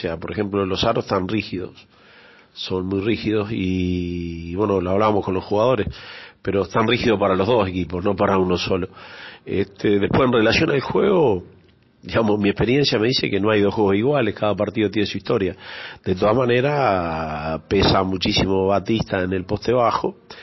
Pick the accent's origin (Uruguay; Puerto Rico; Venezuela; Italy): Uruguay; yo estoy en Uruguay, pero soy más argentino que, soy de origen uruguayo, soy más argentino que uruguayo.